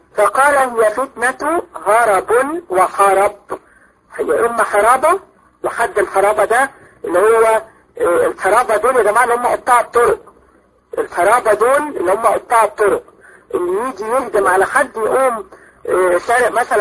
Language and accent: Arabic; Egypt; عندنا في مصر